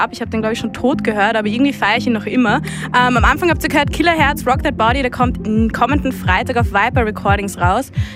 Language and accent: German; Vienna, Austria; in meiner Heimatstadt Wien zu spielen.